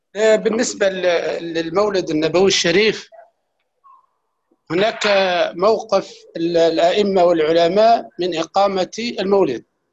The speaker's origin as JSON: {"language": "Arabic", "country": "Algeria", "said": "نعم من الجزائر"}